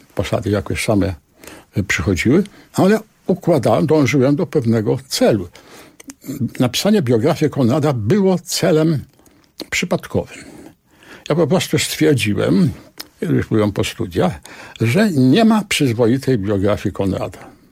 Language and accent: Polish; Warsaw, Masovian Voivodeship, Poland; Ja się wychowałem w okolicznościach, kiedy strzelano na ulicy. Byłem świadkiem tego, kiedy w centrum Warszawy odbywała się zagłada warszawskich Żydów.